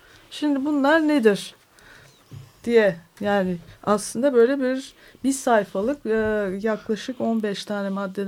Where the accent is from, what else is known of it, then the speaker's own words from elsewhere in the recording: Istanbul, Turkey; Dedik ki biz İstanbullular olarak kendi aramızda bir sözleşme yapabilir miyiz?